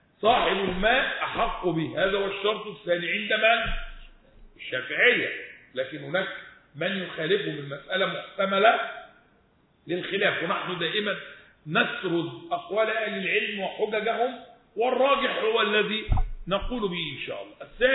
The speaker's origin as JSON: {"language": "Arabic", "country": "Egypt", "said": "لا شركاء فيها اصل احنا مصريين وهي ملكيه"}